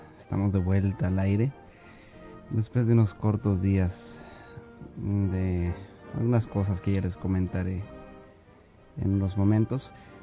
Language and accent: Spanish; Guatemala; hablar de Guatemala, del país de donde yo soy y del cual me siento muy orgulloso.